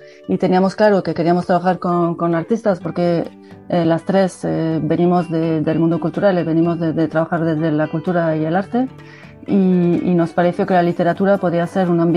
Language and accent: Spanish; Nouvelle-Aquitaine, France; Spanish is a second language; now in Bilbao, Spain; vivo en Bilbao, soy del País Vasco francés, de ahí mi acento